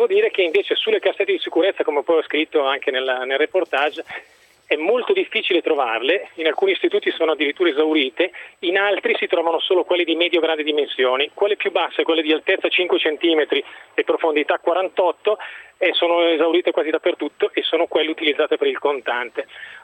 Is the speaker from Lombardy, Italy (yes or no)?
yes; Como, Lombardy, Italy; io abito a Como, sono cresciuto a Como